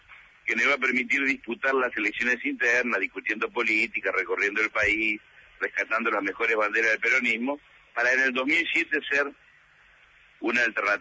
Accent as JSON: {"language": "Spanish", "town": "Lomas de Zamora", "region": "Buenos Aires Province", "country": "Argentina", "said": "Pero yo vengo de Loma de Zamora"}